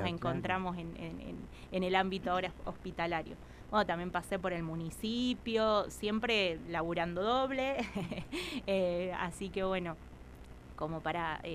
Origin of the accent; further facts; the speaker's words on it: Colonia Chapalco, La Pampa, Argentina; Yo, bueno, soy oriunda de acá. Yo aclaro, yo soy de Colonia Chapalco.